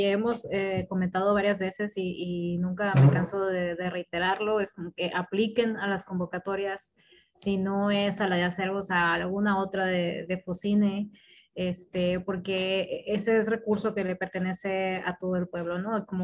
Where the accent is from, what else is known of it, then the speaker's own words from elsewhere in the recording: Sonora, Mexico; no estamos enojadas, somos de Sonora.